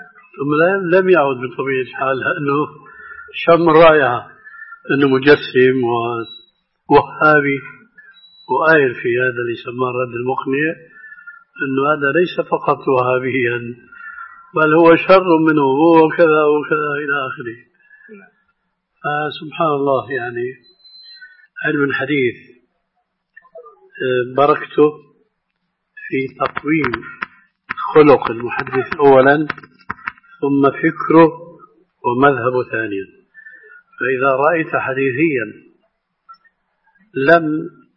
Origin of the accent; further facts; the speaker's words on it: Syria; كما يقولون عندنا في الشام